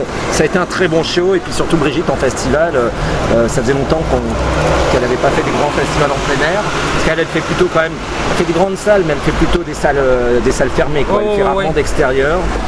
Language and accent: French; Paris, Île-de-France, France; Je suis pas né à Paris, mais je suis Parisien dans le, oui, dans le vécu depuis toujours. Quoi. Parisien du 11e.